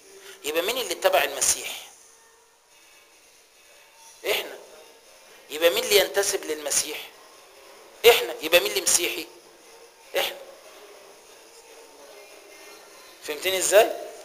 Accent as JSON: {"language": "Arabic", "country": "Egypt", "said": "يبقى أنت يا حبيبي مصري وأنا مصري، يبقى احنا الاتنين أقباط"}